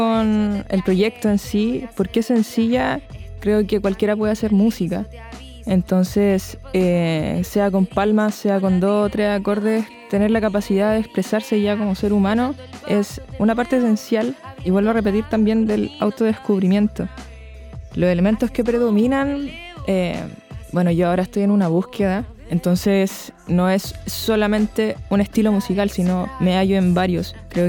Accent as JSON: {"language": "Spanish", "region": "Valparaíso", "country": "Chile", "said": "soy de Valparaíso, vengo de Puertas Negras, Playa Ancha"}